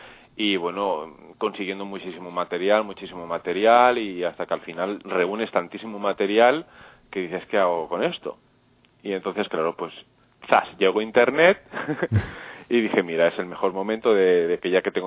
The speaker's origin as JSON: {"language": "Spanish", "town": "Olesa de Montserrat", "region": "Catalonia", "country": "Spain", "said": "Pues mira, soy de Olesa de Montserrat, Barcelona."}